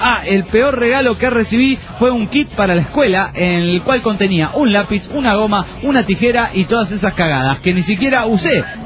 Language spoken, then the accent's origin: Spanish; Chihuahua, Mexico; de Chihuahua, México.